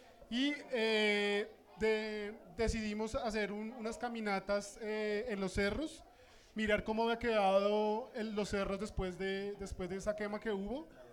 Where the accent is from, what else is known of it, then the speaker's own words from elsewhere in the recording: Bogotá, Colombia; aquí mismo en Bogotá y yo siendo bogotano 31 años